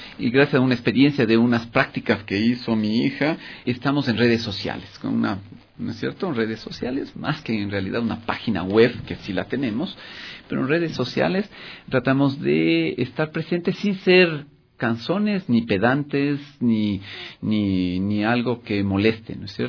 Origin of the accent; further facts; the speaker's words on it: Ecuador; Y nosotros, como ecuatorianos, somos conscientes de que cuando hay que aportar, todos debemos aportar.